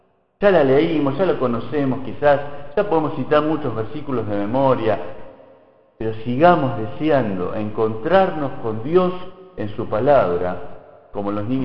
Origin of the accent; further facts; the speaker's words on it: Argentina; Y nos pasa mucho como argentinos, que podemos dar 500 vueltas por distintas áreas